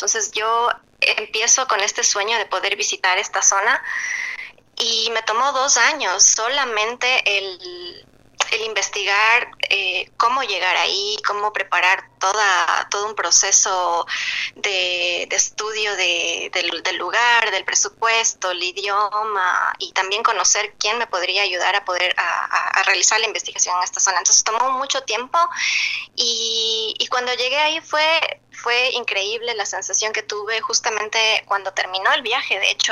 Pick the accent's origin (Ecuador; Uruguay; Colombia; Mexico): Ecuador; para mí, que crecí y viví en Ecuador toda la vida